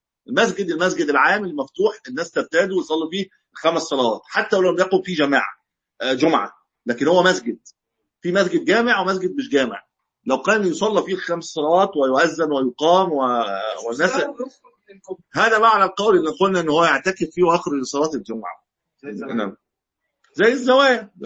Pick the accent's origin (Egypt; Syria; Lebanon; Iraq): Egypt; بس احنا عندنا في مصر الكلام ده مش